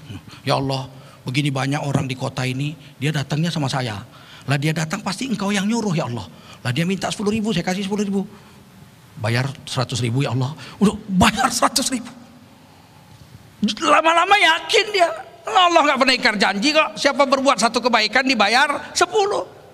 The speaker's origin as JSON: {"language": "Indonesian", "town": "East Jakarta", "region": "Jakarta", "country": "Indonesia", "said": "Saya orang Jakarta Timur. Tinggal Jakarta Timur saya."}